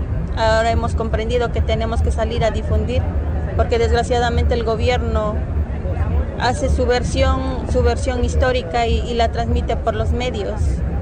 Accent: Mexico; Nosotros ya no estamos dispuestos a continuar con esto como mexicanos

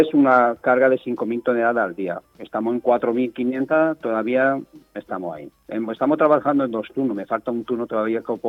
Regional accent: France; Spanish is a second language; moved away; Es que yo soy de Francia y tenemos nevada así.

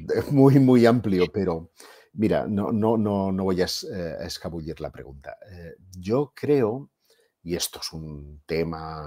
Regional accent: Catalonia, Spain; Yo soy de origen catalán. He visto además que en el chat hay mucha gente de Barcelona, als que envío desde aquí una forta salutació en el nostre idioma, que es el català.

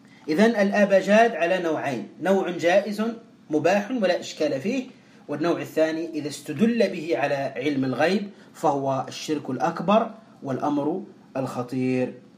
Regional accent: Tunisia; كهذا الرجل الذي اشتهر عندنا في تونس وتأتيه الناس بالآلاف

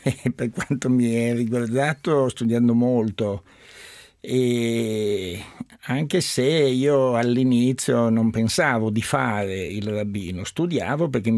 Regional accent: Turin, Piedmont, Italy; born there; è una famiglia sefardita la mia, che poi all'inizio del secolo si era trasferita a Torino. E già mio padre era nato a Torino e quindi anch'io sono nato a Torino.

